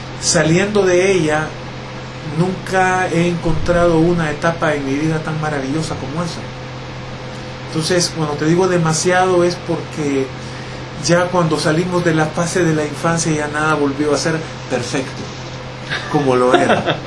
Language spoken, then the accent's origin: Spanish; San Salvador, El Salvador; born there; Nací aquí en San Salvador.